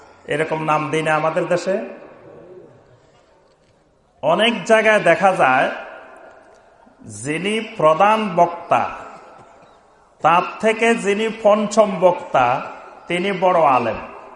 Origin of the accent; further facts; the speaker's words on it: Chittagong Division, Bangladesh; এর আগে ছাগলনাইয়া তারপর সোনাগাজী ওইসব অঞ্চলে তো আমার নিজের এলাকা